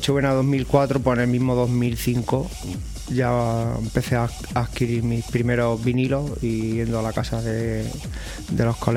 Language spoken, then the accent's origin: Spanish; Zaragoza, Aragon, Spain; also born or lived in Granada; allí en Zaragoza me crié, mi adolescencia la pasé allí, aunque yo nací aquí en Granada.